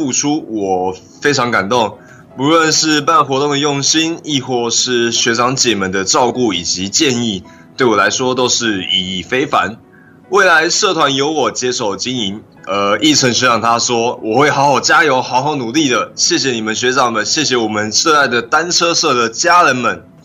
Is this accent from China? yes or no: no; Taipei, Taiwan; also born or lived in Chiayi; 我是在嘉义市出生的，然后1岁半才到台北生活的。 很想彻彻底底当一个嘉义人啊。台北虽然便利，但是就是少了那份自由的感觉。别人说我就算是一个天龙人吧